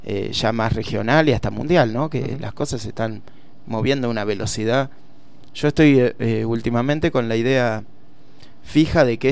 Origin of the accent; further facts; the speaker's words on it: Buenos Aires Province, Argentina; Yo vengo de casi de la Patagonia, del sur del sur de la provincia de Buenos Aires.